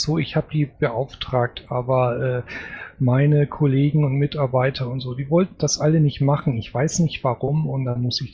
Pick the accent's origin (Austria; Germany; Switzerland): Germany; Northern Germany; Ich bin Norddeutscher, das kann ich nicht.